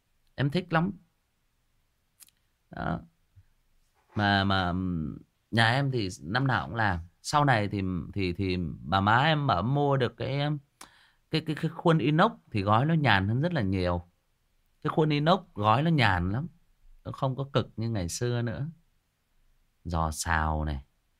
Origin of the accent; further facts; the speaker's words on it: Northern Vietnam, Vietnam; Thật sự bản thân cá nhân tôi là người miền Bắc